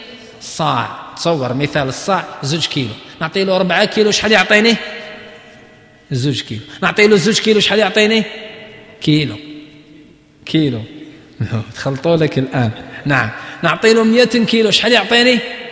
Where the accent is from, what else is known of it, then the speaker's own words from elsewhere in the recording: Algeria; موجودة في بعض المناطق عندنا في الجزائر مازالوا يقولوها